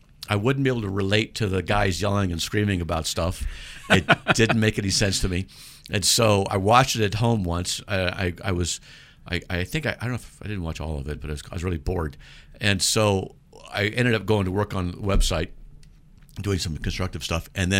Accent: San Diego, California, United States; Yeah, from San Diego, and because we're all from San Diego, and I don't watch sports.

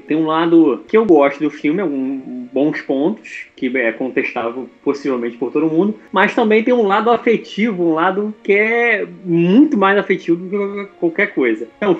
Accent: Rio de Janeiro, Brazil; eu sou do Rio de Janeiro

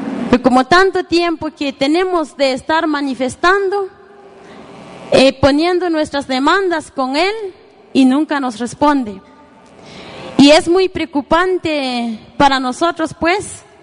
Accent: Guatemala; nosotros como guatemaltecos todos los días pagamos nuestros impuestos y no la empresa

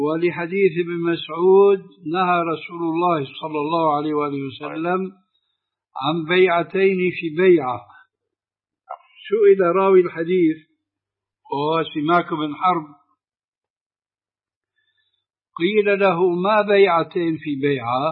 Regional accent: Jordan; هذا يعني المعاملة موجودة عندنا في الأردن.

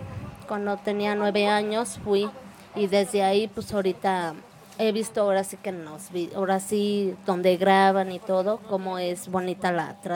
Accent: Mexico City, Mexico; Del barrio San Antonio Culhuacán.

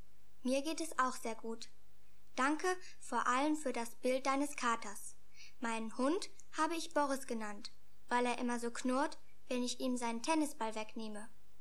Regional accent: Sweden; German is a second language; Die Geschichte mit dem Laternenumzug musst du mir noch etwas genauer erklären, weil es so etwas bei uns in Schweden nicht gibt.

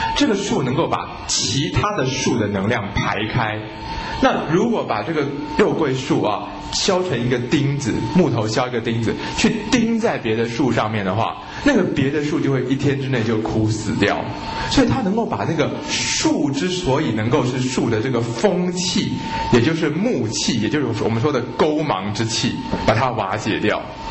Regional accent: China; 而大枣在我们中国人认为是吃了之后它会能够被吸收以后入到这个心里面去

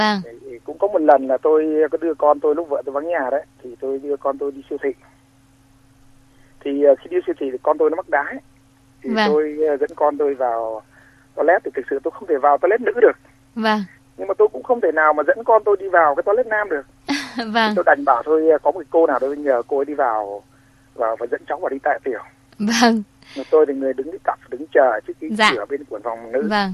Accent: Hanoi, Vietnam; born there; now in Ho Chi Minh City, Vietnam; tôi sinh ra ở Hà Tây.

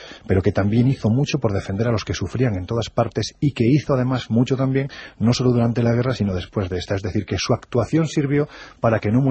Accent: Andalusia, Spain; Yo que soy andaluz, con mucha gracia, a lo mejor te lo cuento.

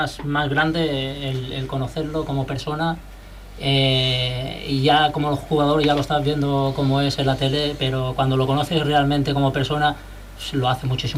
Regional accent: Cieza, Region of Murcia, Spain; born there; Además, nacido en donde nací yo, en Cieza, Murcia.

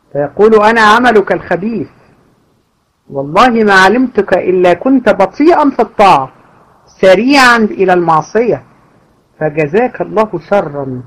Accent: Egypt; وده المشهور عندنا في مصر

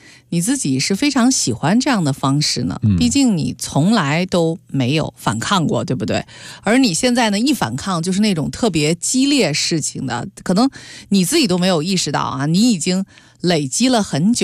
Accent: Beijing, China; accent: Beijing; 你是吃了枪药吗？用我们北京话说。

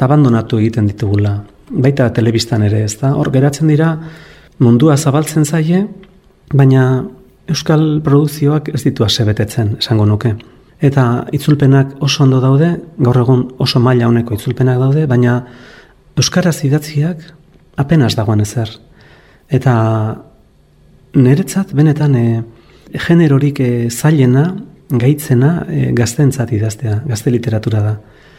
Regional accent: Ordizia, Basque Country, Spain; born there; etortzen nintzela 13-14 urterekin bakar-bakarrik Ordiziatik, nire jaioterritik

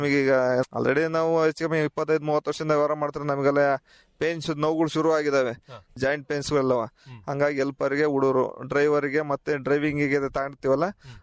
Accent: Ramanahalli, Karnataka, India; ನಮ್ದು ರಾಮನಹಳ್ಳಿ

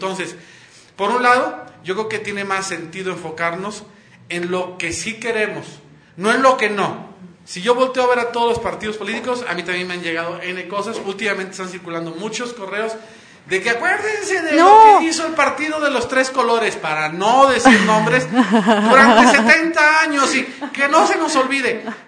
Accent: Monterrey, Nuevo León, Mexico; yo soy de Monterrey

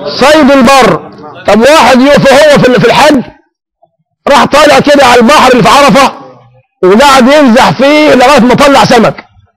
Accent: Egypt; احنا عندنا في مصر بنخشب ونحط سجد بوص

